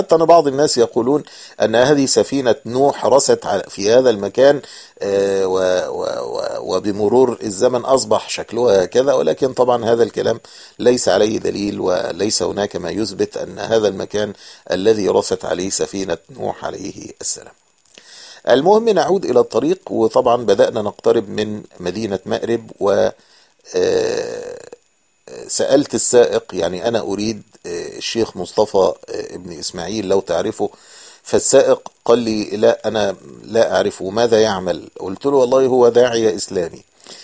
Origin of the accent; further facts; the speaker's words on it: Egypt; فلاحظوا أن لهجتي أو شكلي يعني مختلفا عن بقية الركاب، فسألوني من أين أنا، فأخبرتهم أني مصري